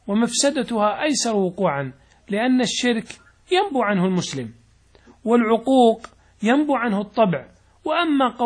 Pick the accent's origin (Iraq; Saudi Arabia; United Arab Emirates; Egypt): Saudi Arabia; لأن العادات عندنا في السعودية مثلا تختلف عن عندكم في المغرب، عن مصر، عن الشام